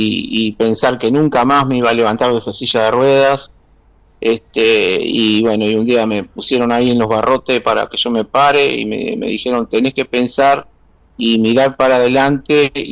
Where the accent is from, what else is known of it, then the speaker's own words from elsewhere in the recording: Mar del Plata, Buenos Aires Province, Argentina; nací en Capital y a los 2 años mi mamá nos trajo para acá, para Mar del Plata